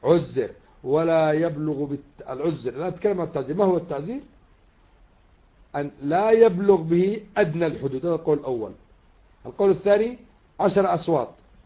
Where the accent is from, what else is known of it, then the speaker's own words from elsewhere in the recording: Yemen; ولذلك الذي قتل الأمريكيين عندنا في اليمن